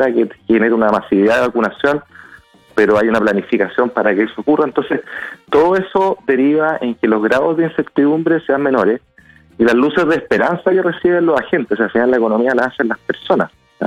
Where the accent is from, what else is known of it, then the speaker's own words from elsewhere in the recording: Chile; Hablo como ciudadano, hablo como autoridades, hablo como chileno.